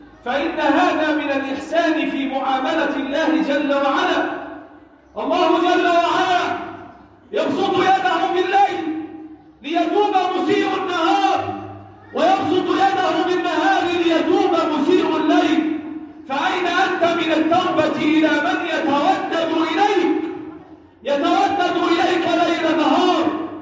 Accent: Egypt; اللهم احفظ بلدنا مصر وسائر بلاد المسلمين

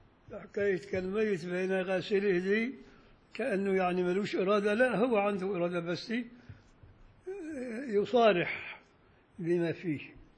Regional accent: Beni Suef, Beni Suef Governorate, Egypt; وانا شفت وانا طفل صغير في بني سويف

